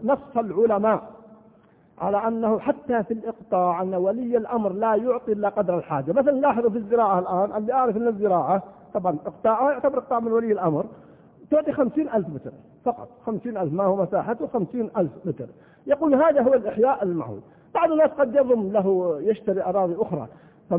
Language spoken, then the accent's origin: Arabic; Al-Qassim, Saudi Arabia; طبعا عندنا في القصيم أنا ما أدري هو موجود في بعض المناطق أو لا